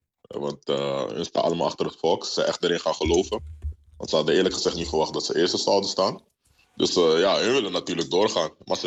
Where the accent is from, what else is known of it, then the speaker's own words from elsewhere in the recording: Netherlands; born there; also born or lived in Romania; Ik ben geboren in Nederland.